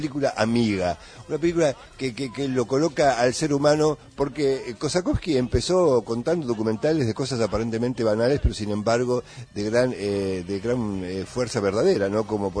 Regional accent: Argentina; y nosotros como argentinos especialmente contentos

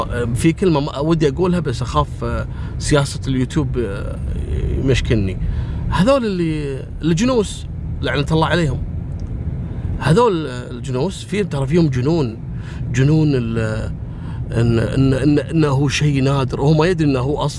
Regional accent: Kuwait; إحنا عندنا في الكويت نسميه السكوتي لوتي

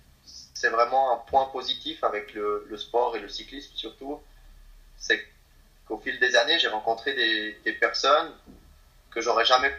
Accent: Valais, Switzerland; moi je suis un Valaisan, donc je suis très, très fier de mes origines, de l'endroit où j'habite.

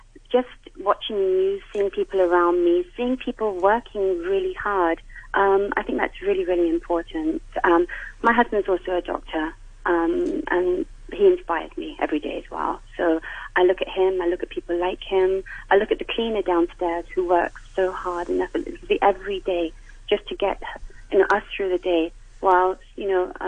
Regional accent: India; now in Hong Kong; I'm Indian, so I have my people behind me, which is wonderful. I come from the Sikh community

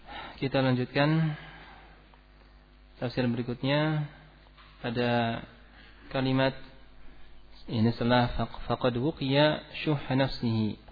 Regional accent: West Java, Indonesia; Nah, sama, saya juga Sunda.

